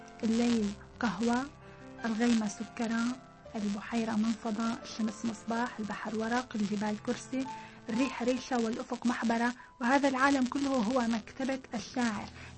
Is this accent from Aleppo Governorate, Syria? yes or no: no; Damascus, Damascus Governorate, Syria; أنا يعني بالرغم من أنني ترعرعت في دمشق لأننا لم نكن غائبين عن الجو الريفي أبدا.